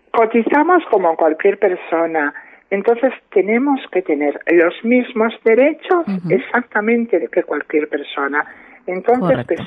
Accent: Padrón, Galicia, Spain; Yo he tenido que salir con 18 años, 19 años, me fui de Padrón, me fui a Santiago, empecé a vivir mi vida sola

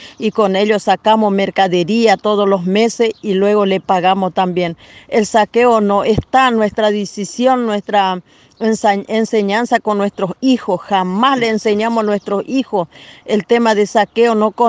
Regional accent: Roque Sáenz Peña, Chaco, Argentina; Somos de acá de Roque Sáenz Peña.

